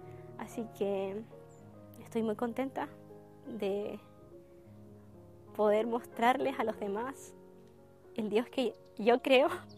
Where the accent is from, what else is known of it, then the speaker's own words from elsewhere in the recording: Chiloé, Los Lagos, Chile; also born or lived in Valdivia; soy de la isla Grande de Chiloé, de la parte sur austral de Chile. Yo nací en Valdivia, me cambié a los 5 años a vivir a Chiloé. Mis papás son adventistas desde hace mucho y yo fui también adventista desde muy pequeña